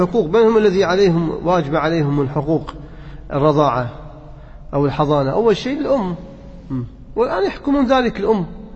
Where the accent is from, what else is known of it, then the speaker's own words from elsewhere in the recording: Kuwait; عندنا بالكويت لا، بعد 14 أو 15 سنة